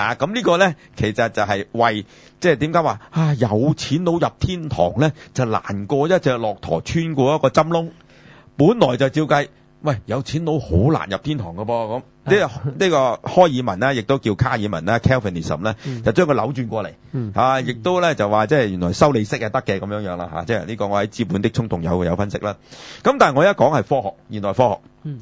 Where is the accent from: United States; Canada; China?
China; 所以我哋中国人係从来唔谈鬼神嘅